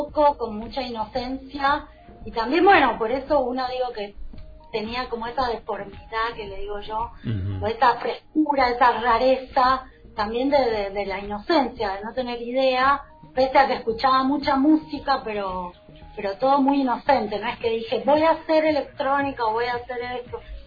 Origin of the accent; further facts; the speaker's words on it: Mendoza, Argentina; now in Buenos Aires, Argentina; nací en Mendoza, como que me deformé en Mendoza. Tuve toda mi formación artística así en Mendoza. Sí. Bueno, y después me vine para acá, para Buenos Aires, a tipo de joven, cuando terminé los estudios